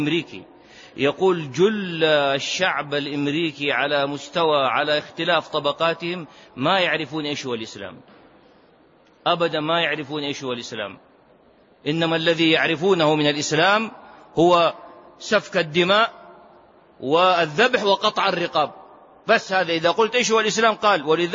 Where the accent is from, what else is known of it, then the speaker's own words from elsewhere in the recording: Saudi Arabia; عندنا في السعودية من جميع المناطق